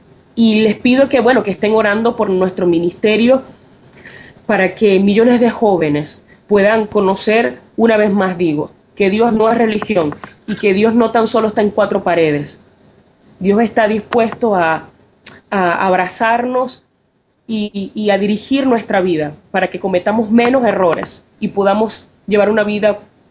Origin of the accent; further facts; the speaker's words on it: Venezuela; Te cuento que en Venezuela, en mi país, bueno, esto ha sido una gran emoción